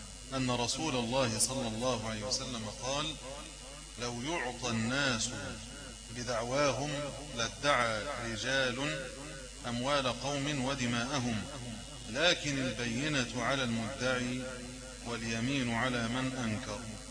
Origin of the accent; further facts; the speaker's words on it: Egypt; يعني كما في المثل المشهور عندنا في مصر